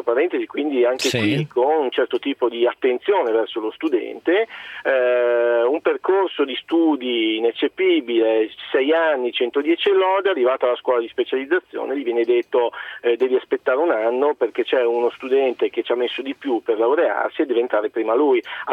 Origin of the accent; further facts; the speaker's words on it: Friuli-Venezia Giulia, Italy; io sono friulano, ho studiato a Trieste